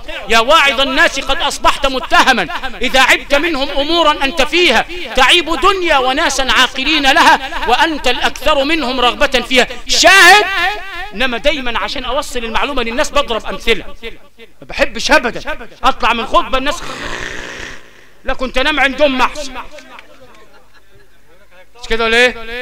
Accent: Sharqia Governorate, Egypt; عندنا في الشرقيه

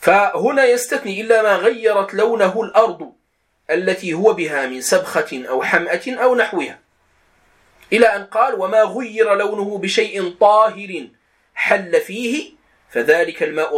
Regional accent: Morocco; accent: Moroccan; يعني بدارجتنا المغربية نقول الخز لهذا الطحلب

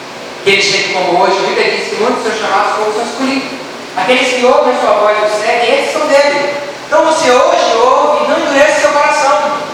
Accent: Salvador, Bahia, Brazil; lá nos Alagados, de onde eu vim em Salvador, sabe, Alagados, em Salvador, de lá, baixo chamado Massaranduba.

